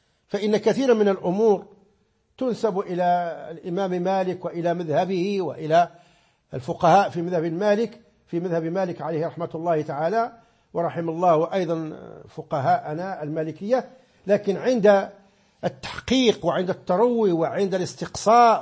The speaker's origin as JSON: {"language": "Arabic", "region": "Oriental", "country": "Morocco", "said": "عندنا في الريف حتى لا أعمم، عندنا في قبيلة كبدانة عندنا أربع أذانات."}